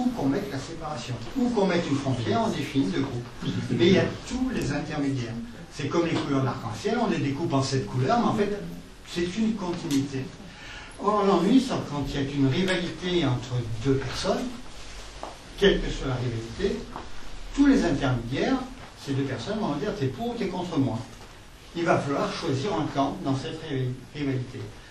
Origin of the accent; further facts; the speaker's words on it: Marseille, Provence-Alpes-Côte d'Azur, France; si je discutais avec un Aixois, j'étais marseillais. Si je discutais avec un Parisien, je suis provençal. Si je discute avec un Allemand, je suis français. Avec un Américain, je suis européen